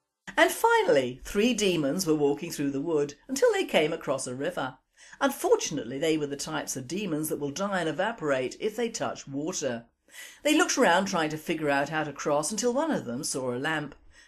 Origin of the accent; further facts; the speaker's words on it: England, United Kingdom; People, our people, are ashamed of being English and grovel and crawl to a new culture